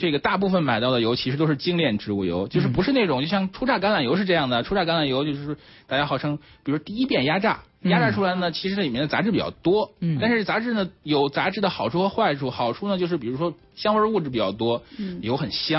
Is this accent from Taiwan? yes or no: no; China; 就是按照我们中国人的使用习惯啊